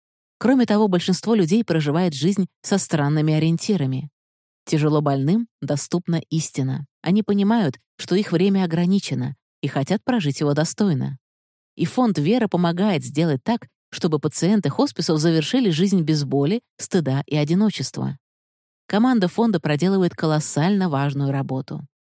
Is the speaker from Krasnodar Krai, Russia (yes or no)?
no; Saint Petersburg, Russia; Я из Петербурга, волонтер-фандрайзер фонда «Вера».